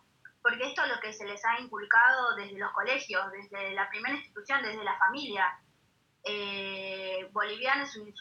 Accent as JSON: {"language": "Spanish", "region": "Jujuy", "country": "Argentina", "tie": "born there", "said": "Yo nací en Jujuy, mi abuela era boliviana."}